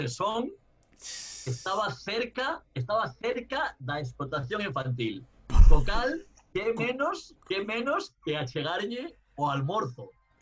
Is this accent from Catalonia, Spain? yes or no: yes; Barcelona, Catalonia, Spain; eu como sabedes, son de San Andreu, en Barcelona